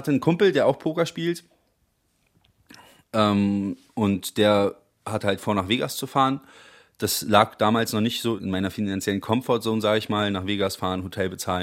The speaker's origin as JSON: {"language": "German", "region": "Berlin", "country": "Germany", "tie": "born or raised there", "said": "Ich komme aus Kreuzberg, aus Berlin-Kreuzberg, bin dann auch dort zur Grundschule gegangen. Und 2001 auf die Oberschule."}